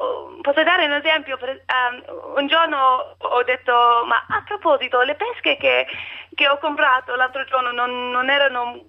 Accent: Australia; Italian is a second language; now in Italy; Io sono australiana e non parlo ancora molto bene, spero che mi capiate.

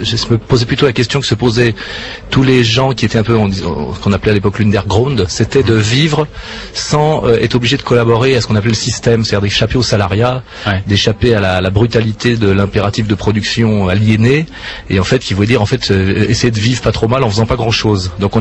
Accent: Geneva, Switzerland; Il se trouve qu'effectivement, je suis double national et que je suis citoyen de Genève

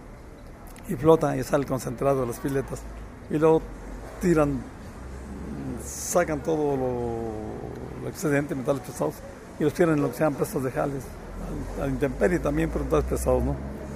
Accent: Cerro San Pedro, San Luis Potosí, Mexico; born there; Y yo, siendo familia minera, y yo nací en Cerro San Pedro.

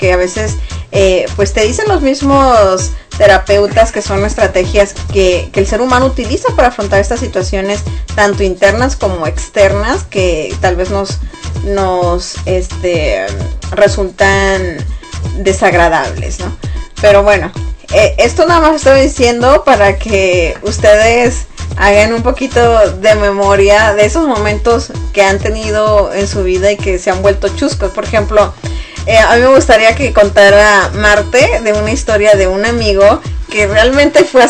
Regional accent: Sonora, Mexico; La mayoría de la gente que conoce a personas que son del estado donde soy yo, de Sonora, pues conocen de la carrilla, ¿no?

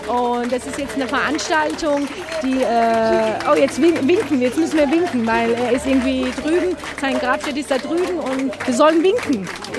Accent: Germany; now in Turkey; Ja, also ich kriege immer gesagt, ja, ach, Sie haben aber einen Akzent, wo kommen Sie denn her? Und wenn ich dann sage, ich komme aus Deutschland

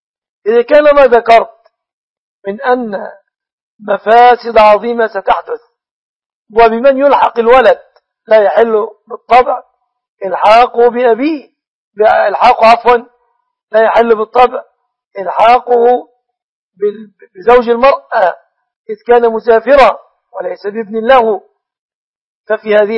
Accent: Egypt

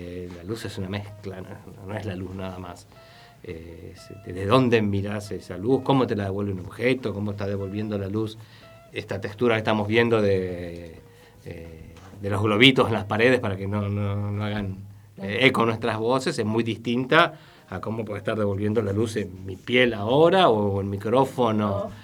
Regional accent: El Bolsón, Río Negro, Argentina; No, acá en Bolsón, yo soy de Bolsón.

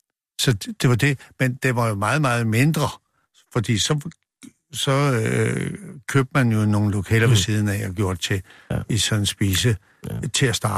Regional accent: Copenhagen, Capital Region of Denmark, Denmark; og jeg kommer fra Nørrebro

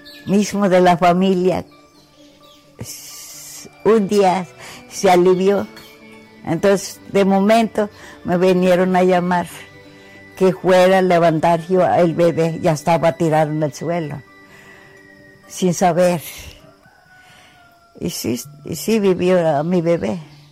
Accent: Zacatipa, Hidalgo, Mexico; born there; Yo nací en Zacatipa, Huautla, Hidalgo.

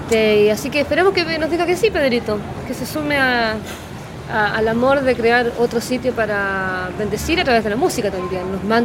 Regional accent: Concepción, Biobío, Chile; now in Argentina; nos conocimos en mi ciudad natal, Concepción, donde fue el terremoto en Chile. Uh-huh. De ahí es toda mi familia, todos están ahí.

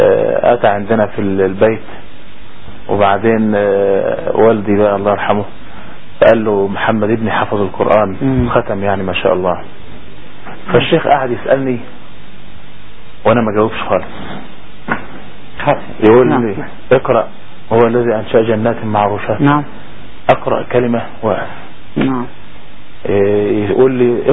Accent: Egypt; كان عمري 15 عام، يعني في ذلك الحين كنت عندنا في مصر كنت في مرحلة الإعدادية

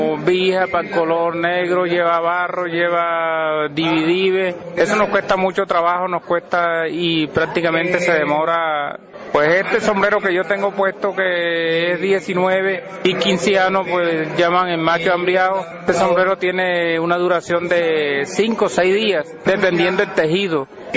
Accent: San Andrés, Guatemala; como artesanos que somos del municipio de San Andrés, Suquimo, Mil, Purísima y Chimán.

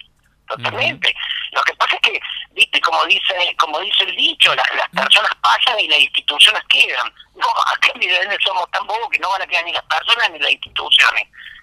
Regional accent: Villa Allende, Córdoba, Argentina; Los que somos nacidos en Villa Allende, yo me acuerdo que pescamos mojarrita en el arroyo este

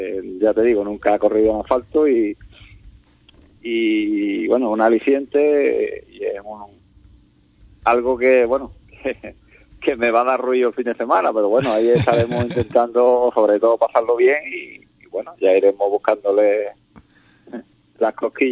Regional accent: Ubrique, Andalusia, Spain; Sabemos que soy copiloto y aquí corro por disfrutar y por estar con mi gente, mi pueblo y que es lo que nos gusta, digamos, a los competidores de aquí de Ubrique.

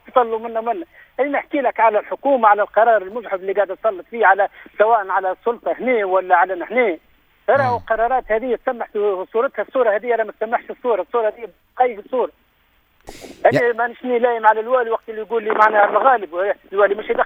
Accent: Tunisia; هذه أنا من تونس

